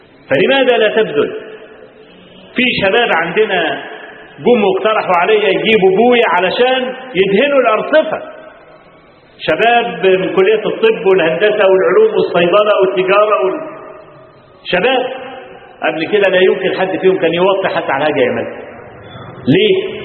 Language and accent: Arabic; Kafr El Sheikh Governorate, Egypt; جاء عندنا في كفر الشيخ، في عندنا في المحافظه